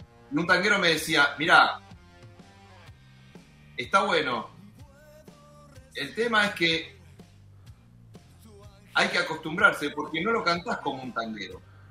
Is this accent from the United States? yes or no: yes; New York, United States; born there; cuando nací en Long Island me parece medio tonto